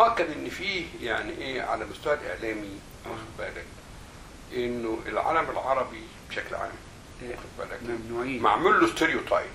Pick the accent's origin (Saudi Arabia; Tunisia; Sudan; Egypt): Egypt; فلما تقول انا مصري عربي في الوقت ده في السبعينات